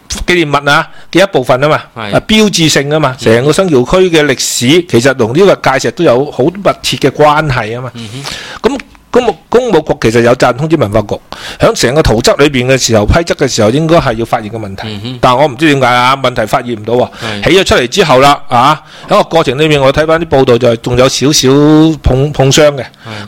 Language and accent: Cantonese; Macau; 因为我喺新潮区长大嘅